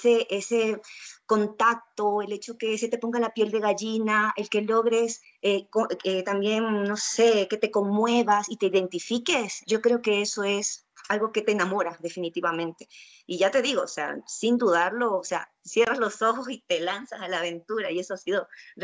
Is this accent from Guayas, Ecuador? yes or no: yes; Guayaquil, Guayas, Ecuador; yo decidí dejar mis cosas en Guayaquil, yo soy de Guayaquil, y en el 2013 ingreso al Mala Hierba